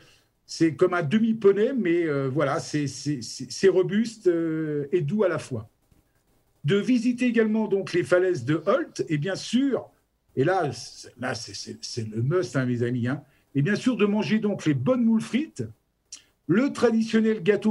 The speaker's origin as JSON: {"language": "French", "region": "Grand Est", "country": "France", "accent": "Lorraine", "said": "Les Picards se moquent de notre accent bien lorrain"}